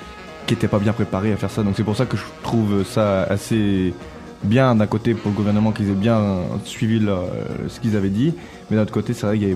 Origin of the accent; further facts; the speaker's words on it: Lorient, Brittany, France; Alors je suis breton, donc bonjour à toute la Bretagne bien entendu, et donc plus particulièrement de Lorient, donc le sud de la Bretagne.